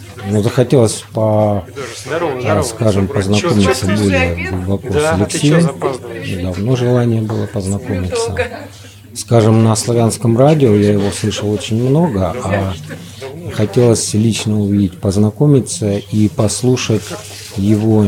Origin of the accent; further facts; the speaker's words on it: Moscow, Russia; Я из Москвы.